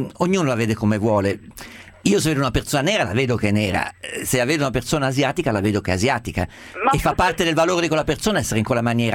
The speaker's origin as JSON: {"language": "Italian", "region": "Umbria", "country": "Italy", "said": "Ma anche io riconosco uno umbro che è della mia terra rispetto a un sardo, un siciliano, non so dirle perché, lo vedo camminare, capisco esattamente che è nato dove sono nato io."}